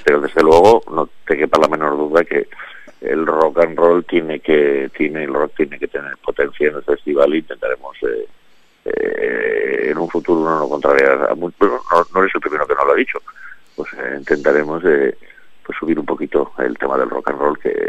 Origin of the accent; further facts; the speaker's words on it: Valencian Community, Spain; Claro, no te olvides, soy valenciano.